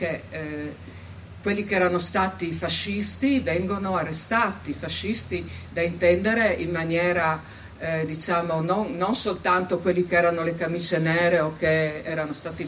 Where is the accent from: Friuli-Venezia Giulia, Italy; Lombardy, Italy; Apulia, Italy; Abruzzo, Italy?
Friuli-Venezia Giulia, Italy; veniamo dal Friuli Venezia Giulia, io posso dire che nel corso della mia vita non ho fatto altro che sentir parlare di Foibe e Porzus.